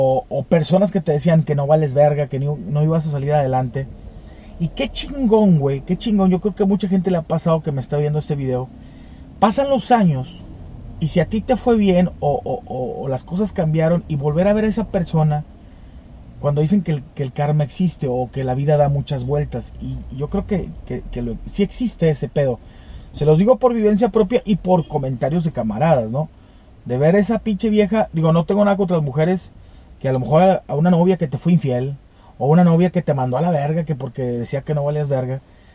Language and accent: Spanish; Monterrey, Nuevo León, Mexico; Es que soy acá de Monterrey, güey, aquí está lloviendo y luego hace frío y luego hace calor